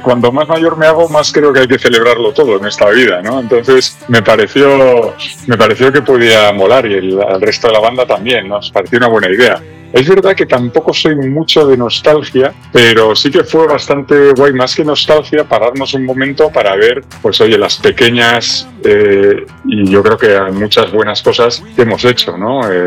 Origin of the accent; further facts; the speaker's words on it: Bilbao, Basque Country, Spain; yo soy de Bilbao y soy del 78